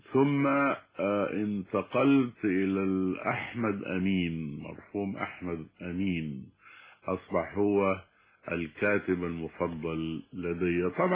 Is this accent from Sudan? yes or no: yes; Sudan; عندنا في السودان الابتدائي هي المرحلة التالية للمرحلة الأولية